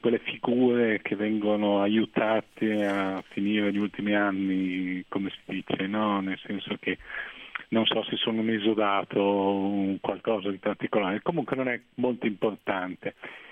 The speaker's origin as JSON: {"language": "Italian", "town": "Bologna", "region": "Emilia-Romagna", "country": "Italy", "said": "le mie origini sono bolognesi da sempre, il cognome viene da Bolzano."}